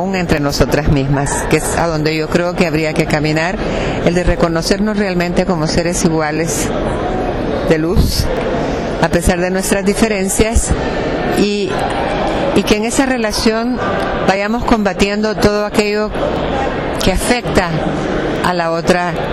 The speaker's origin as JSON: {"language": "Spanish", "country": "El Salvador", "said": "de El Salvador."}